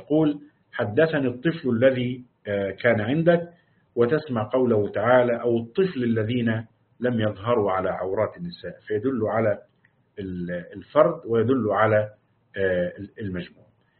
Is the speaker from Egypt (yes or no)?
yes; Upper Egypt, Egypt; يعني حتى عندنا في الصعيد يقال للمرأة الصادة